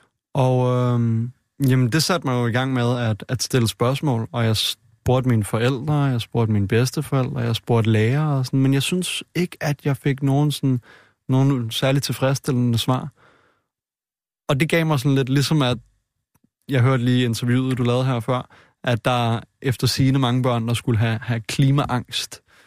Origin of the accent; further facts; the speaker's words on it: Frederiksberg, Capital Region, Denmark; jeg er født og opvokset i Danmark i en dansk kernefamilie på Frederiksberg med et par gode forældre